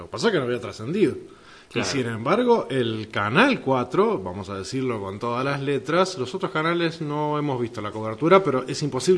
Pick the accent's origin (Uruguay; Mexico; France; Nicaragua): Uruguay; Exactamente, porque no estamos dando el grado de seguridad que nos merecemos.